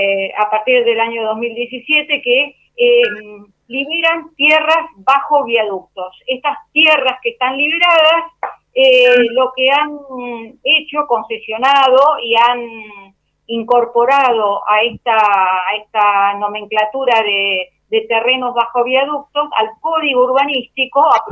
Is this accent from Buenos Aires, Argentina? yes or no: yes; Buenos Aires, Argentina; porque soy del barrio de Urquiza, de la Comuna 12